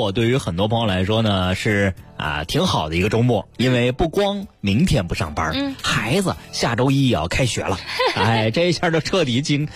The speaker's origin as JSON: {"language": "Chinese", "region": "Beijing", "country": "China", "said": "我们北京人常去的什刹海一带啊，还有国子监"}